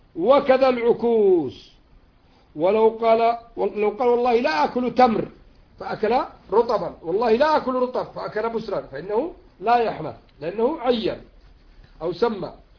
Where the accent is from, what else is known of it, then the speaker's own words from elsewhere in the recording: Yemen; وإن كان العرف عندنا في اليمن